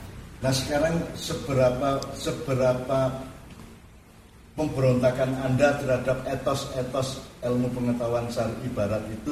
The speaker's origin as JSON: {"language": "Indonesian", "region": "Java", "country": "Indonesia", "said": "Padahal kita orang Jawa, orang Indonesia sudah menemukan"}